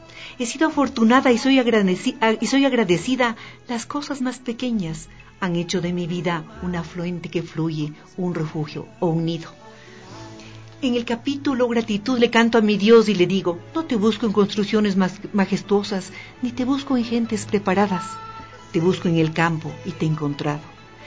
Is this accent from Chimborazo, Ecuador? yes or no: yes; Riobamba, Chimborazo, Ecuador; born there; compartir con mi ciudad de Riobamba, porque soy nacida en Riobamba